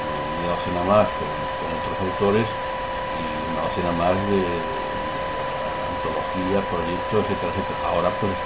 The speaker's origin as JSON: {"language": "Spanish", "town": "La Puebla", "country": "Spain", "tie": "born or raised there", "said": "Bueno, yo nací en La Puebla en el año 46, pero claro, mi infancia es en los años 50."}